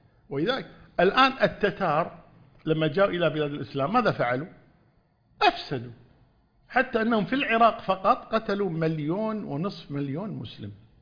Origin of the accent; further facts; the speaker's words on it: Kuwait; في إحدى الوزارات عندنا في الكويت